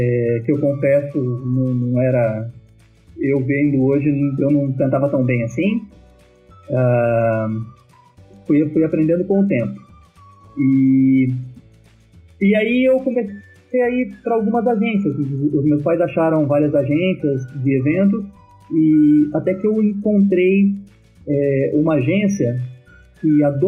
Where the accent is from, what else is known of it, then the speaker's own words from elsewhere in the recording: São Paulo, Brazil; born there; Mas ele veio para São Paulo, eu nasci em São Paulo.